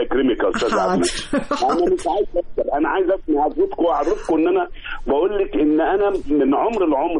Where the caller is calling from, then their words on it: Giza, Giza Governorate, Egypt; أنا هنا من الجيزة يا فندم